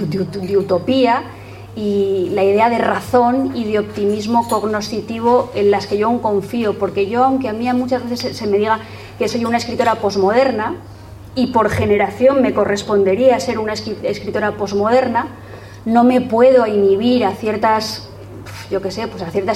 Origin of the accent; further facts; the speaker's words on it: Spain; yo soy una española, muy española, aunque nos roben el gentilicio